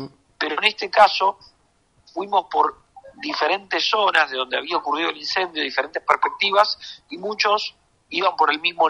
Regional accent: Río Negro, Argentina; Yo soy de Mar Río Negro

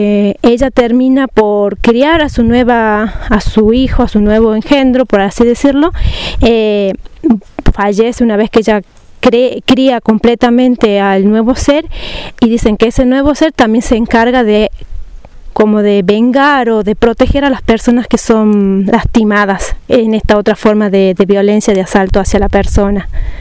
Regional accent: Catamarca, Argentina; de Catamarca.

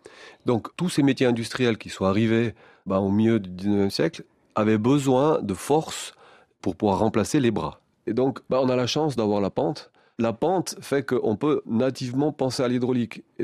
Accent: Valais, Switzerland; C'était le cas chez nous, en Valais.

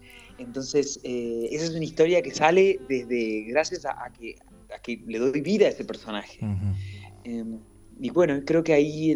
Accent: Córdoba, Argentina; also born or lived in Corrientes / Buenos Aires; yo nací en Corrientes, me crié en Córdoba, y cuando terminé el colegio me mudé a Buenos Aires

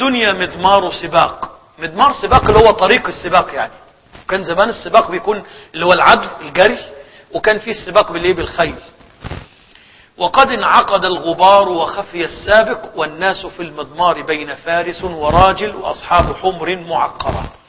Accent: Egypt; والله انا شفت ناس عندنا في مصر

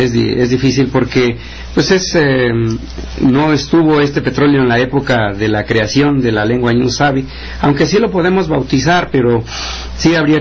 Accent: Tilantongo, Oaxaca, Mexico; Lo que no sucede en Tilantongo, en mi pueblo, hay 20 agencias

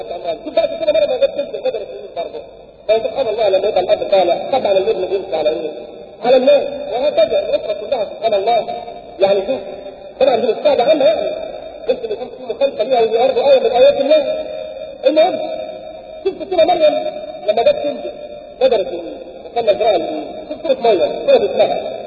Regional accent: Egypt; احنا بس مصريين وفيها كرامات وفي بركات

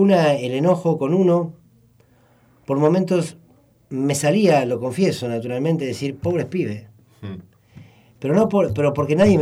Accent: Argentina; el problema que nosotros tenemos como argentinos es profundamente cultural.

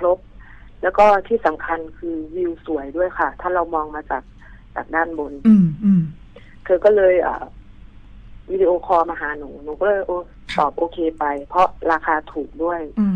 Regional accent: Isan, Thailand; แต่หนูเป็นคนอีสานนะคะ

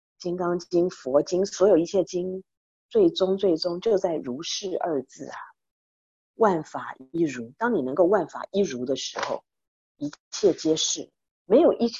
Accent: Taiwan; now in United States; 我们都是台湾来的

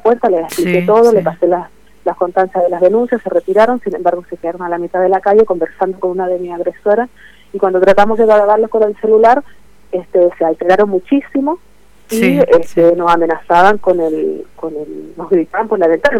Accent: Chile; Que soy chilena.

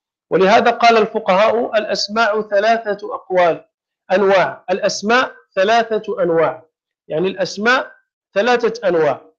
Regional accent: Morocco; فإذا كان شيء عندنا في المغرب مثلا معروفا ولا ينكره أحد

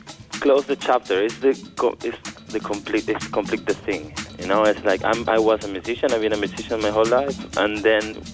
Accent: Buenos Aires, Argentina; now in Düsseldorf, Germany; I'm from Buenos Aires, Argentina, and now I'm living in Germany, Dusseldorf.

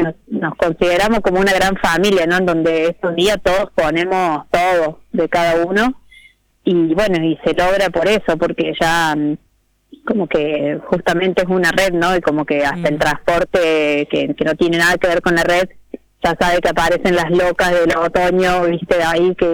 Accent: Córdoba, Argentina; Nosotras somos las dos de Córdoba, de distintos lugares de la sierra

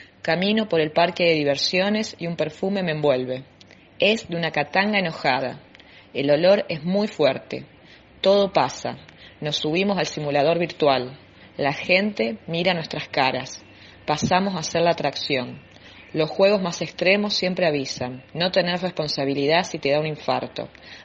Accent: Santa Fe, Argentina; soy de Santa Fe.

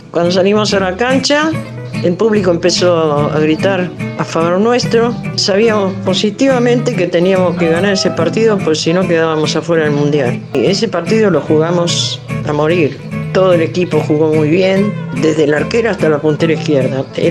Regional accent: Bernal, Buenos Aires Province, Argentina; also born or lived in Avellaneda / Sarandí; Nací en Avellaneda, viví en Bernal y en Sarandí. En mi casa vivía mi papá, mi mamá y tenía un hermano.

